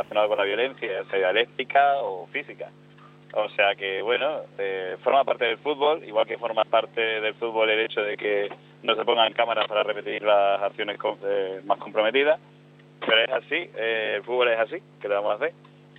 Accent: Calamonte, Extremadura, Spain; Estoy trabajando en el ayuntamiento de Calamonte, de mi pueblo

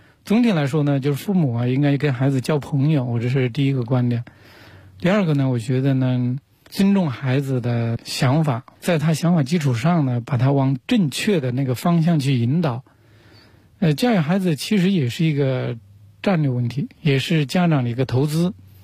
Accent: Huanggang, Hubei, China; 我小时候在农村长大的，从那个湖北黄冈的一个农村出来。

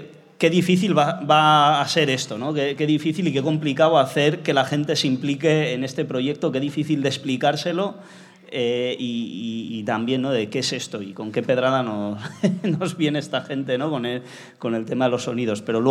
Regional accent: Ibiza, Balearic Islands, Spain; moved away; Allá en mi tierra no hay la costumbre de las charangas, allí en Ibiza no hay charangas.

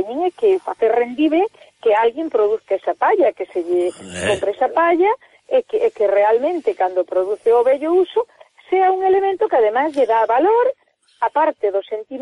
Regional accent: Galicia, Spain; aquilo que nos identifica a nós como galegos

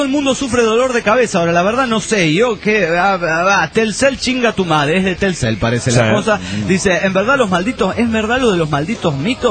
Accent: Oaxaca, Mexico; now in Mexico City, Mexico; yo soy originario de Oaxaca y me encuentro en la Ciudad Universitaria estudiando para ser docapitalista.

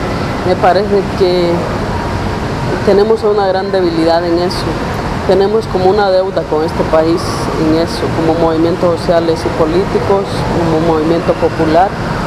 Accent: Honduras; cómo nos ha cambiado la vida como pueblo hondureño, un pueblo más sometido, más humillado.

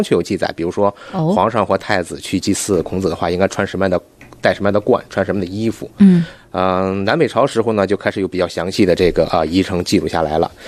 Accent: Beijing, China; 我就住在附近。然后，因为我父亲的工作关系嘛，所以我小时候就是在孔庙里跑着玩长大的

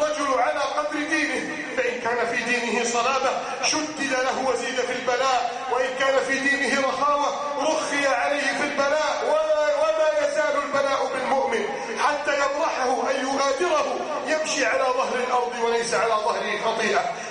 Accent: Egypt; اللهم إنا نسألك أن تعيد بلدنا مصر إلى سادة عزها

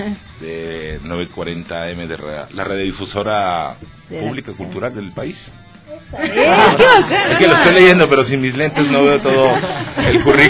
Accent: Mexico; soy de origen mexicano, soy un actor y director mexicano. Esencialmente me formé en Guadalajara, México.

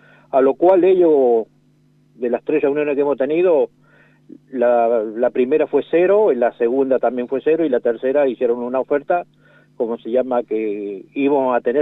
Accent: San Luis, Argentina; yo soy de San Luis, y conozco gente, familiares míos

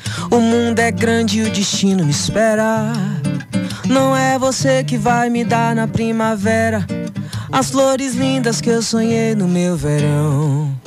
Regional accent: Tirussu, Bahia, Brazil; born there; Eu nasci em Tirussu.

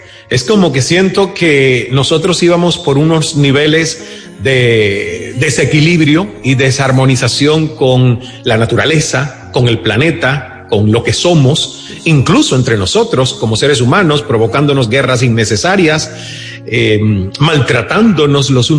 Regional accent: Cuba; moved away as an adult; yo salí de Cuba a los 29 años con esa sed de haber conocido el mundo

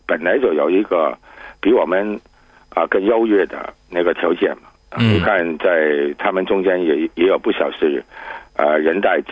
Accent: Hong Kong

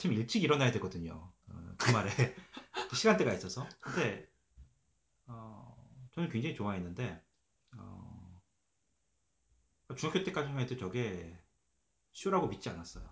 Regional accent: South Korea; 저도 이제 한국 사람이다 보니까

